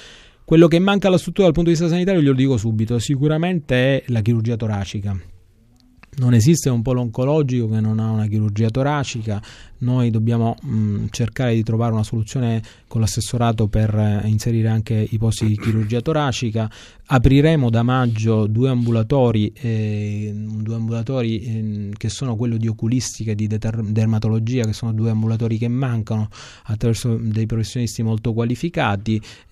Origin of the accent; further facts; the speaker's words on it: Sicily, Italy; proprio perché sono un siciliano convinto